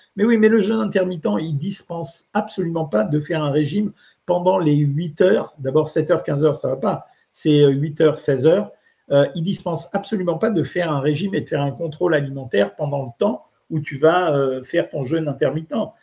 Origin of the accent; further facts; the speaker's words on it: Oran, Oran Province, Algeria; born there; Bon, Alger, je connais moins bien qu'Oran, puisque je suis né à Oran, mais quand même, c'est le même pays.